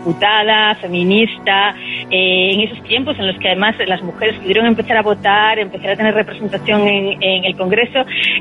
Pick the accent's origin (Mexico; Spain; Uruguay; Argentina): Spain; Galicia; yo soy gallega, ella vino a Galicia